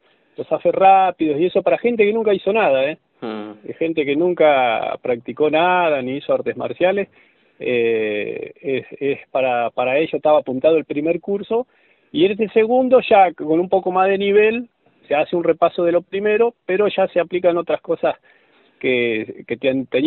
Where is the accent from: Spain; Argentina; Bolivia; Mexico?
Argentina; Buenos Aires; Yo soy de Buenos Aires, toda la carrera la hice en Buenos Aires, estoy acá actualmente